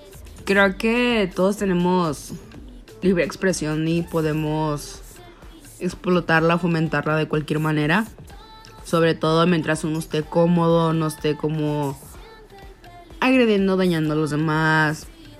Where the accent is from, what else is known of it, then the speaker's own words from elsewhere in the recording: León, Guanajuato, Mexico; incluso de donde soy, que es León, Guanajuato